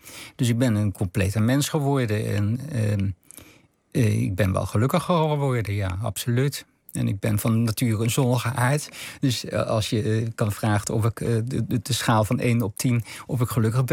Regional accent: Arnhem, Gelderland, Netherlands; also born or lived in Schoonhoven; vanaf mijn vierde zijn we van Schoonhoven naar Arnhem verhuisd.

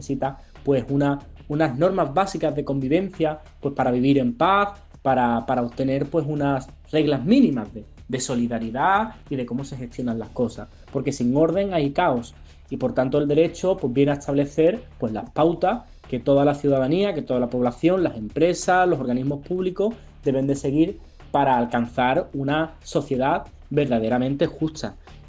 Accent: Algeciras, Andalusia, Spain; estudiante de nuestra comarca del campo de Gibraltar, concretamente de Algeciras

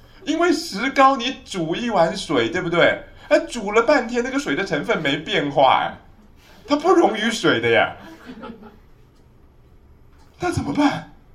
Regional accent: China; 再加上我们中国人的身体观本身就是在看一个看不见的身体

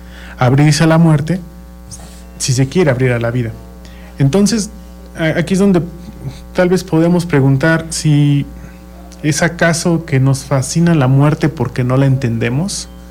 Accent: Mexico; esa relación que nosotros como mexicanos tenemos con la muerte

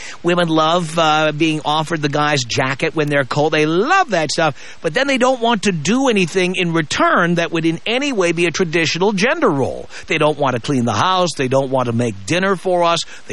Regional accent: New York City, New York, United States; moved away as an adult; now in Los Angeles, United States; I grew up in New York City.

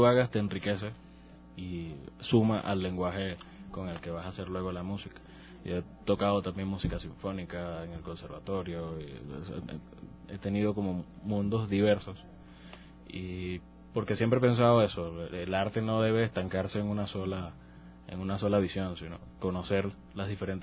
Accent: Juan Griego, Nueva Esparta, Venezuela; en el pueblo donde me crié, en Margarita, en Juan Griego.

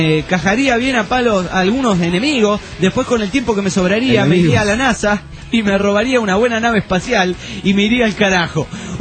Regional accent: Juliaca, Puno, Peru; de Juliaca, Perú.

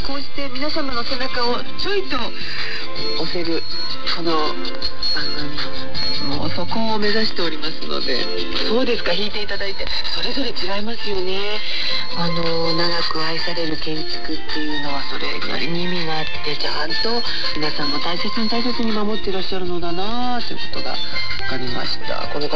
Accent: Ehime, Japan; 私は愛媛県の出身なので、いつも申し上げますが

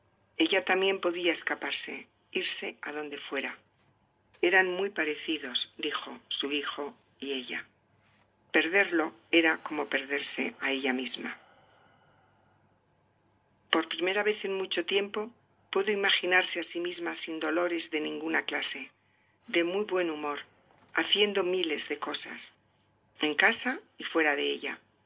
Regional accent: Zaragoza, Aragon, Spain; born there; nací en Zaragoza, en España, en 1947.

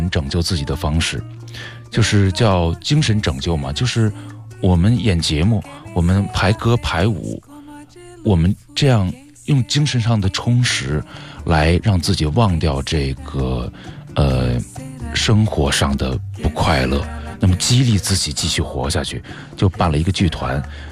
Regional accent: China; 我们中国人

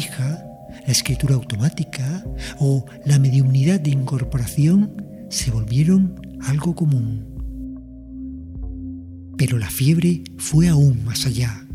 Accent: Las Palmas de Gran Canaria, Canary Islands, Spain; born there; en la misma ciudad donde yo también nací, en Las Palmas de Gran Canaria.

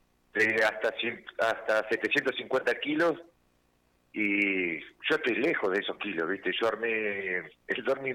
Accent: Olavarría, Buenos Aires Province, Argentina; yo nunca salí de Olavarría pensando en que, mirá, lo que estoy haciendo, que voy a sonar en todos lados.

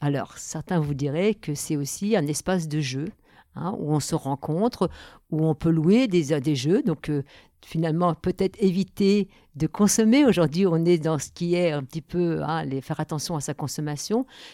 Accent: Le Havre, Normandy, France; moved away as an adult; now in La Bresse, France; Alors, je viens du Havre. Je suis arrivée à la Bresse il y a 42 ans.

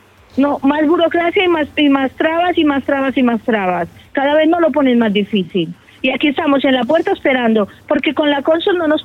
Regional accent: Benicarló, Valencian Community, Spain; Yo vengo de un pueblo de la Comunidad Valenciana que se llama Benicarló.

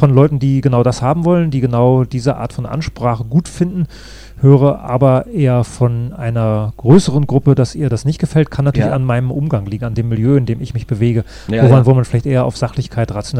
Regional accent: Northern Germany, Germany

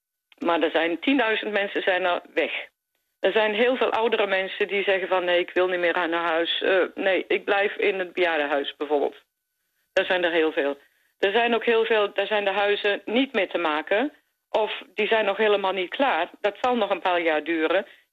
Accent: Netherlands; Ik ben zelf Nederlandse, dus ik weet wat er gebeurt met water.

